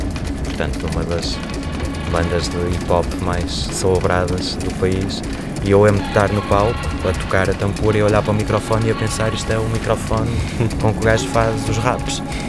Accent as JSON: {"language": "Portuguese", "region": "Porto", "country": "Portugal", "said": "para mim é o que me marca mais enquanto portuense, que portanto vivo lá e conheço minimamente bem o espaço"}